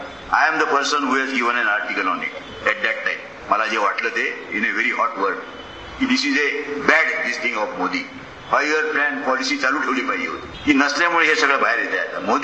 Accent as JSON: {"language": "Marathi", "region": "Maharashtra", "country": "India", "said": "आमच्या कोकणात लोक फक्त डाळ आणि भात बस"}